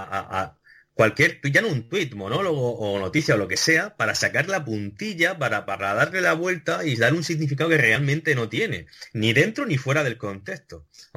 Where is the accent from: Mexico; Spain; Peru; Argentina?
Spain; Region of Murcia; estuviera en contra de los murcianos, siendo murciano